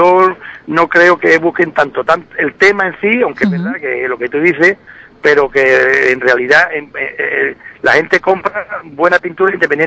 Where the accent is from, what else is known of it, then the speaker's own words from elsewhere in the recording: Ubrique, Andalusia, Spain; El nivel de Ubrique con la pintura, y no solamente lo decimos nosotros de Ubrique